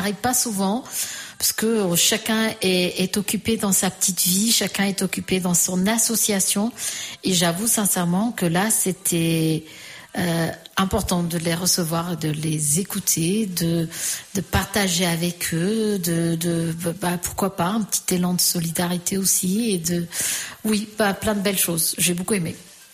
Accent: Portugal; French is a second language; now in France; c'est le moment où j'ai quitté le Portugal et c'est le moment où je suis arrivée en France. Alors, pour moi, ceux qui ont vraiment marqué et que j'étais au Portugal

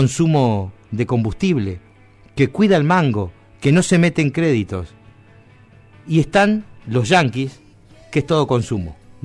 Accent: Argentina; somos parias los argentinos

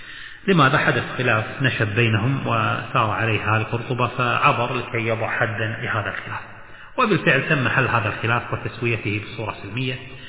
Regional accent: Kuwait; طبعا القليعة بلهجتنا منطقة نقول الجليعة، وهي المنطقة طبعا عندنا المعروفة على ساحل الخليج العربي جنوب الكويت

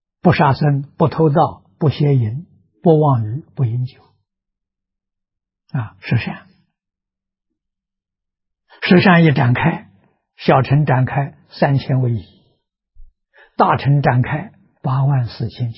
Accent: China; 我们中国人自古讲的孝亲尊师

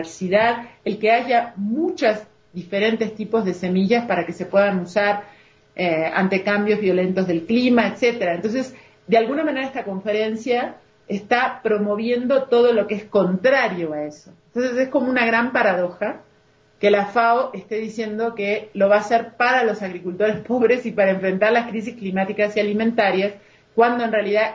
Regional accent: Uruguay; now in Mexico; De por sí trabajo en México, pero soy uruguaya.

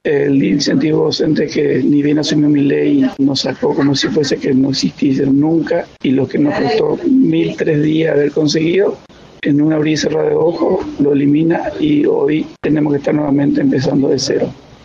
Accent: Formosa, Argentina; nosotros que venimos de Formosa

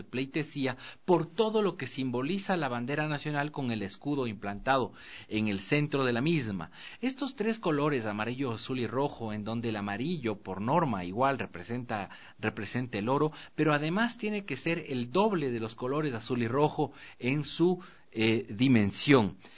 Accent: Ecuador; el buscar la razón por la que soy ecuatoriano

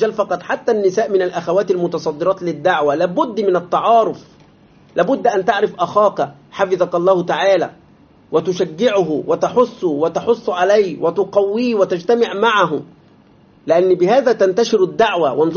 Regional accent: Egypt; ولذلك حتى إلى الآن عندنا في مصر بعض هذه الأماكن باسمها

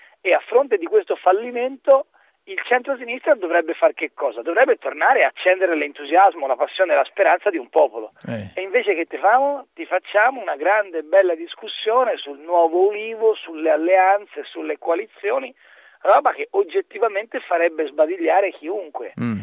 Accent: Florence, Tuscany, Italy; sarà che sono nato e cresciuto a Firenze, quindi come tale ritengo questa città un patrimonio straordinario

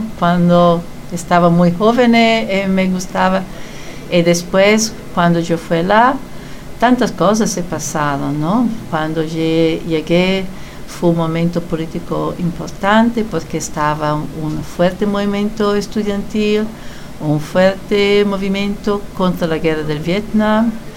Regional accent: Italy; Spanish is a second language; now in United States; soy originariamente italiana, pero ahora vivo en los Estados Unidos

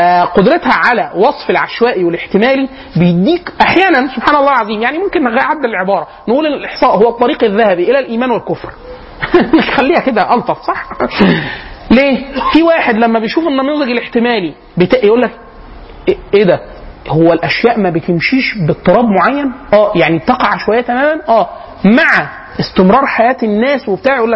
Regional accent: Egypt; احنا كمصريين رايحين، احنا معانا كده معانا كبد

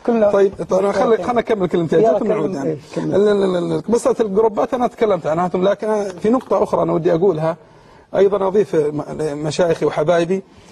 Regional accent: Saudi Arabia; من الجهود صراحة مباركة عندنا في السعودية

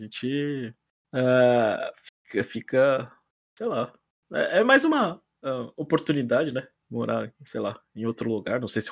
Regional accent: Brazil; tenho muita vergonha de falar as palavras em japonês, sendo que eu sou brasileiro, né?

